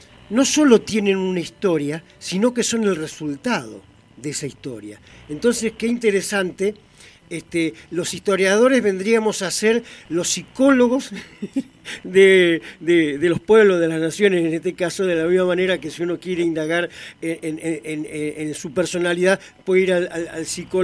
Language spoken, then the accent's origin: Spanish; Argentina; así como nosotros, como pueblo argentino